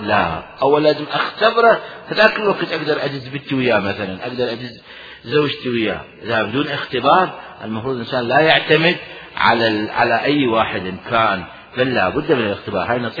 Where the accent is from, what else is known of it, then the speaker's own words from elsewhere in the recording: Iraq; moved away; طلعونا احنا العراقيين، طلعونا من العراق صدام لعنة الله عليه وزمرة صدام البعثين، طلعونا من العراق ولا نملك شيئا